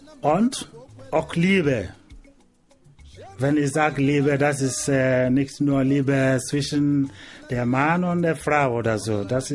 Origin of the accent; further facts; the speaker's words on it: Nigeria; Ich komme aus Nigeria und ich bin auf dem Volk, einer von den Volk in Nigeria. Ich bin ein Igbo.